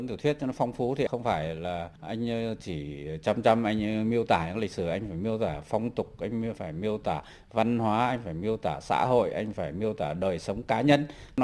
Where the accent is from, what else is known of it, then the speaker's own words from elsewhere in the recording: Phú Thọ, Vietnam; cái này tôi quê ở Phú Thọ. Thế và quê tôi cũng có cả một cái bộ truyền thuyết, gọi truyền thuyết Hùng Vương.